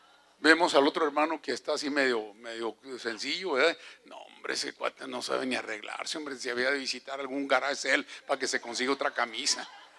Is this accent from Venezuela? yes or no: no; Mexico; now in United States; yo soy mexicano.